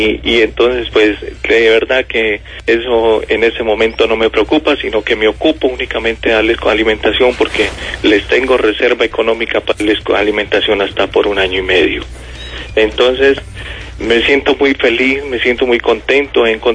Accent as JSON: {"language": "Spanish", "region": "Huila", "country": "Colombia", "said": "el ahogado huilense, yo soy huilense."}